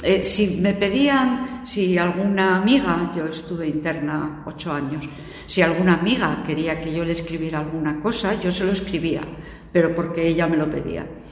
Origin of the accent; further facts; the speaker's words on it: Gijón, Asturias, Spain; also born or lived in Ribadesella; Nací en Ribadesella, por si queréis algún dato así más aquello, pero desde que tenía 2 años llevo viviendo en Gijón.